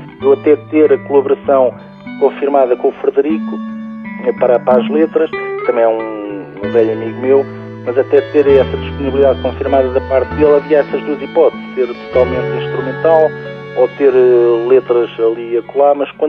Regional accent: Lisbon, Portugal; porque eu sou de Lisboa.

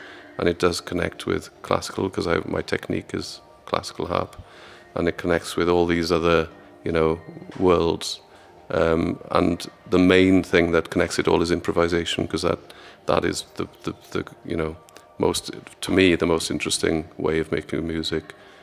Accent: Aberystwyth, Wales, United Kingdom; I had some sort of bad experiences in growing up in Aberystwyth

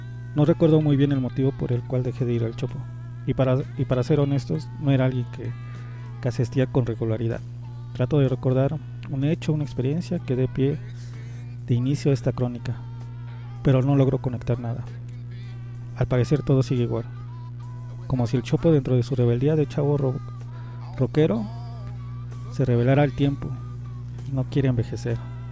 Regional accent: Iztapalapa, Mexico City, Mexico; que vengo de Iztapalapa

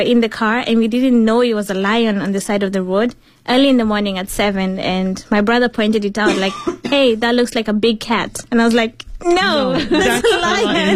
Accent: Kenya; now in Beijing, China; I'm from Kenya, and I study in the Beijing University of Chemical Technology.

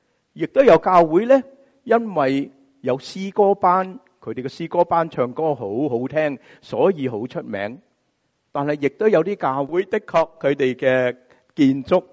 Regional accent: United States; 我们美国人很喜欢说什么啊？

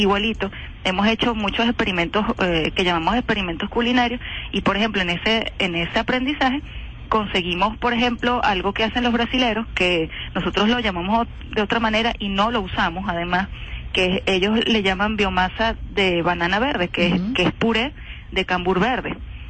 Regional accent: Venezuela; nosotros tenemos una estructura de consumo como venezolanos que fue impuesta.

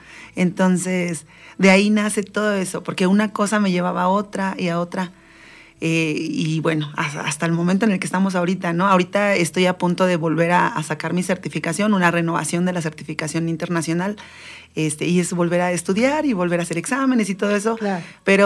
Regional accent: Valle de Chalco, State of Mexico, Mexico; also born or lived in Iztapalapa; Yo soy yo nací en Iztapalapa, yo soy chilanga, pero mis papás nos trajeron a vivir a Valle de Chalco, muy chiquitos.

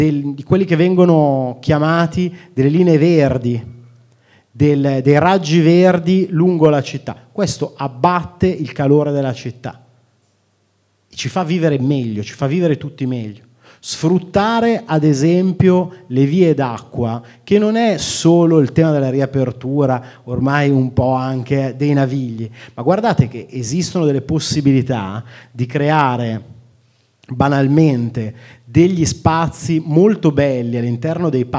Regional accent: Milan, Lombardy, Italy; Io sono nato e cresciuto a Molino Dorino. Quando andavo al liceo, i miei compagni dicevano che io non abitavo alla periferia di Milano, ma alla periferia di Pero.

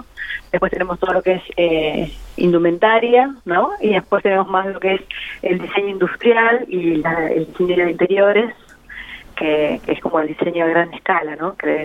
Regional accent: Santa Rosa, La Pampa, Argentina; la mayoría de los integrantes somos acá de Santa Rosa.

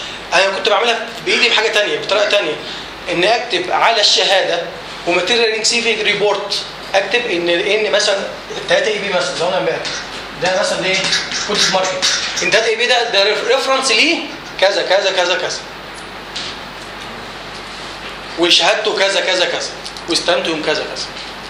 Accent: Egypt; احنا عندنا في مصر عايزين ننجز

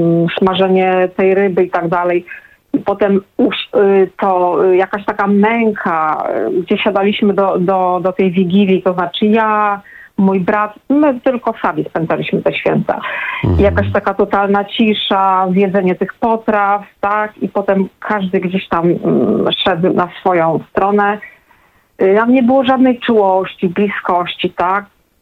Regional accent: Gdynia, Pomeranian Voivodeship, Poland; jestem z Gdyni, więc to też specyficzna sytuacja

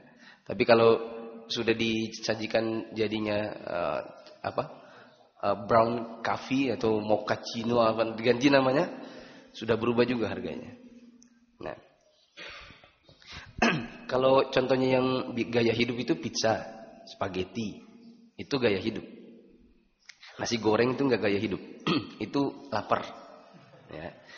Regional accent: South Sulawesi, Indonesia; kita orang Bugis, kita makan sotonya soto orang Jawa yang rasanya manis

